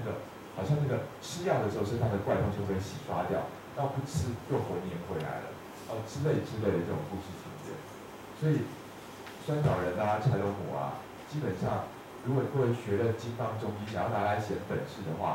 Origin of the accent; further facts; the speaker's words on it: Taiwan; 所以我作为一个台湾人，我很喜欢把失眠的责任推卸给零的干扰